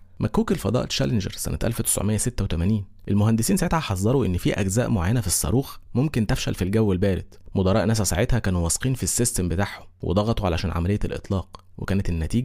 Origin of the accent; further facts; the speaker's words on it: Egypt; وطبعا احنا مصريين لو قلنا ما نعرفش نتحرق.